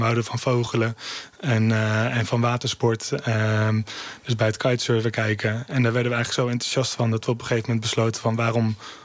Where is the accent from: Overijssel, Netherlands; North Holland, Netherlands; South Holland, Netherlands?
Overijssel, Netherlands; Kampen; En ik kom zelf uit Kampen, ook een kleine stad.